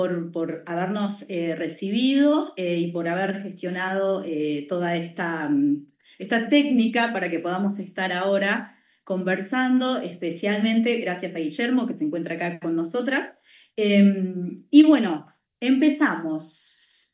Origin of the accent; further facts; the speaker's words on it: Veracruz, Mexico; soy de Veracruz, México